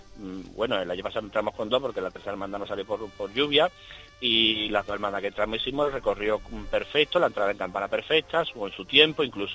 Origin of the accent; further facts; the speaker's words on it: Albaida del Aljarafe, Andalusia, Spain; yo soy de Albay de Aljarafe, un pueblo de la provincia de Sevilla.